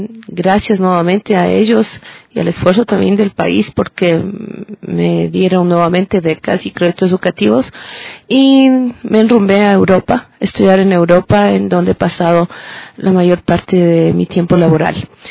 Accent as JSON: {"language": "Spanish", "country": "Ecuador", "tie": "born there", "also_born_or_lived": "United States", "said": "Soy una ciudadana ecuatoriana nacida en Atola y con unos padres trabajadores humildes"}